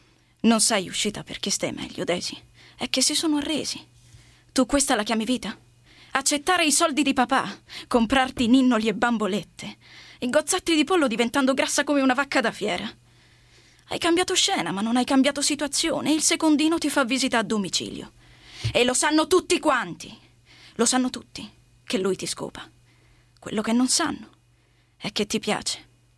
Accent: Mirandola, Emilia-Romagna, Italy; ho 24 anni e vengo dalla provincia di Modena, Mirandola.

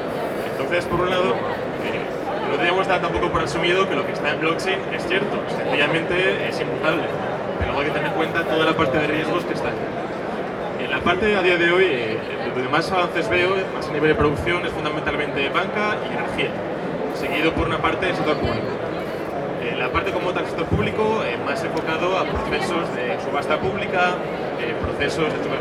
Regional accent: Asturias, Spain; que está en mi tierra, en Asturias

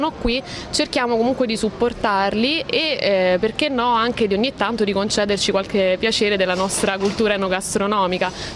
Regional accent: Rome, Lazio, Italy; now in Athens, Greece; Io sono di Roma, sono finita ad Atene un po' per caso, diciamo. Mi sono trasferita qui un anno e mezzo fa, più o meno. Mi sono trasferita per amore

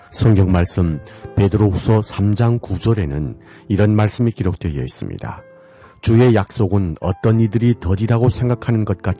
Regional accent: North Korea; now in Seoul, South Korea; 여기는 대한민국 서울입니다. 오늘 방송 마치겠습니다. 지금까지 진행해

